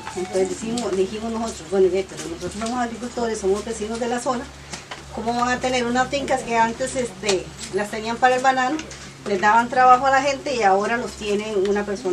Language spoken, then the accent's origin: Spanish; Guatemala; de Guatemala.